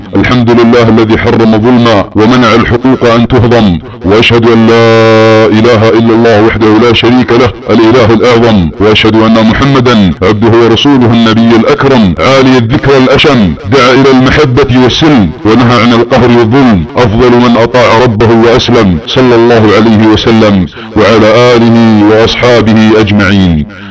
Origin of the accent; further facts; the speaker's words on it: Saudi Arabia; ولا تريد بالاخص ثورة في بلادنا السعودية حفظها الله